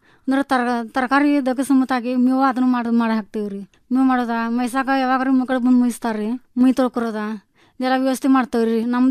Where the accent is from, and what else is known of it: Ramahonnapur, Karnataka, India